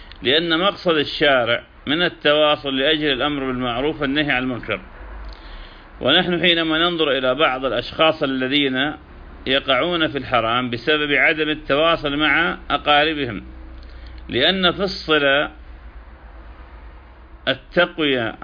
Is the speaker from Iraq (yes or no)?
yes; Iraq; moved away; كما نحن قد هجرنا بلادنا العراق مكرهين